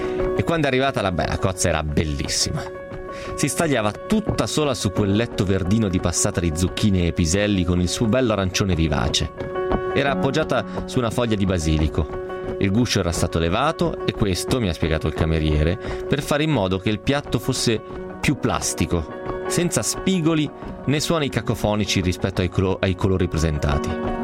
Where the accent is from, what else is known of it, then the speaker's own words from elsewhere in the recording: Novara, Piedmont, Italy; io sono di Novara e quindi un pochettino piemontese lo sono, anche se non ufficialmente